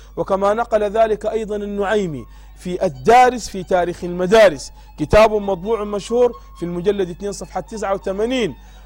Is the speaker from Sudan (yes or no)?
yes; Sudan; البلد عندنا في السودان